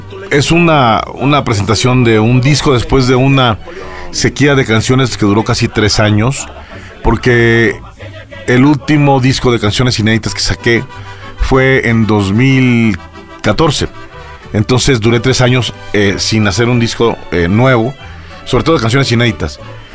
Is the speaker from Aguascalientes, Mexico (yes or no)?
yes; Aguascalientes, Mexico; Y lo primero que hice fue llegar a la barra de un bar de allá de mi tierra de Aguascalientes.